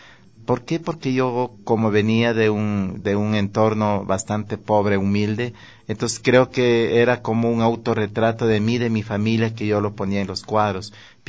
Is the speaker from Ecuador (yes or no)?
yes; Guamote, Chimborazo, Ecuador; recuerdo yo los carnavales de mi tierra, los carnavales de Huamote, ese colorido, los danzantes y todo